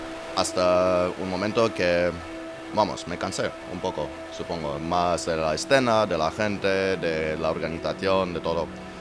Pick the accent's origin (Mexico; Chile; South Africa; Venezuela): South Africa; moved away; Bueno, es que crecí en Sudáfrica.